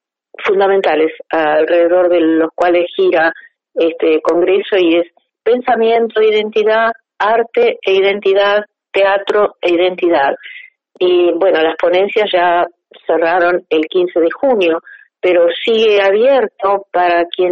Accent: Río Negro, Argentina; born there; Además tengo el orgullo de pertenecer a esa provincia, Río Negro. Soy nacida en el Alto Valle.

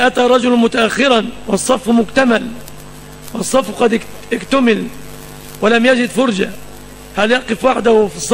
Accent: Egypt; سلم بلادنا مصر من كل مكروه وسوء

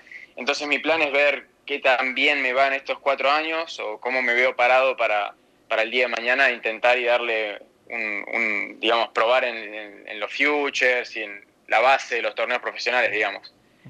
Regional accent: Santa Rosa, La Pampa, Argentina; moved away as an adult; also born or lived in Córdoba; y después me la pasaba jugando tercera, segunda, primera ahí en Santa Rosa, y torneos por plata en Buenos Aires también. Y en 2018, cuando termino el colegio, mis papás me dejan irme a Córdoba unos 6 meses más o menos

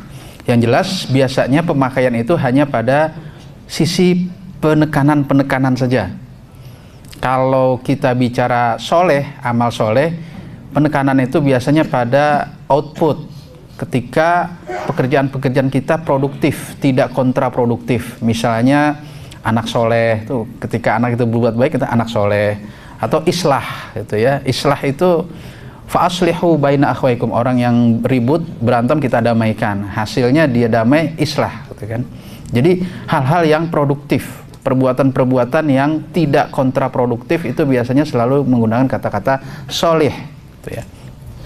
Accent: Jakarta, Indonesia; saya ini asli Betawi. … itu singkatan dari rombongan Betawi, asli Rawamangun.

